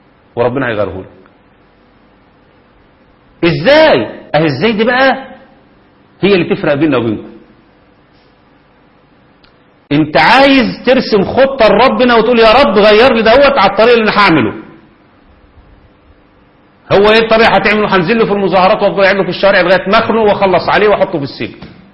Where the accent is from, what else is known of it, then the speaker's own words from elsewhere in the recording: Egypt; لو كان ده حق مشروع زي ما هو كفل الدستور عندنا في مصر